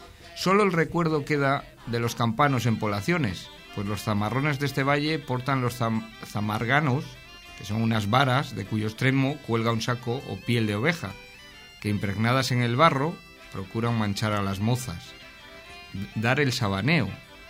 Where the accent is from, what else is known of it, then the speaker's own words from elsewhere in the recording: Luarca, Asturias, Spain; eso lo aprendí en Luarca, donde nací.